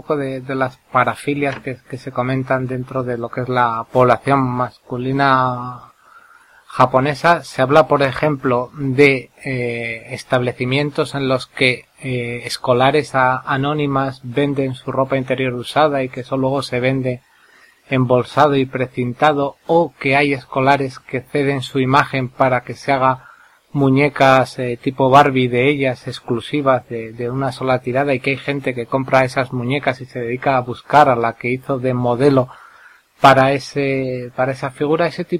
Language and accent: Spanish; Spain; como occidental, como español, te resultase muy curioso